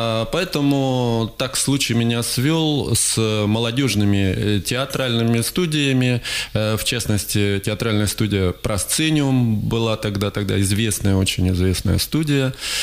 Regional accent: Krasnoyarsk, Krasnoyarsk Krai, Russia; also born or lived in Tomsk, Russia; я красноярец, хотя родился в городе Томске, но всю жизнь проживаю в Красноярске, так что это же второй мой родной город тоже.

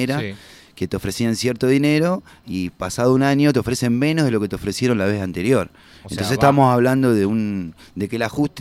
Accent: La Plata, Buenos Aires Province, Argentina; born there; Yo nací en La Plata, en la ciudad de La Plata, en Buenos Aires.

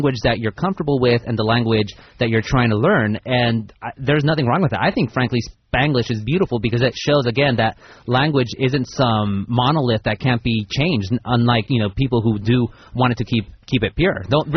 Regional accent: Anaheim, California, United States; born there; first language Spanish; English is a second language; The first language I spoke until about 6 years old, and I was born in Anaheim here, was Spanish. And now I speak, you know, relatively good English and relatively good Spanish.

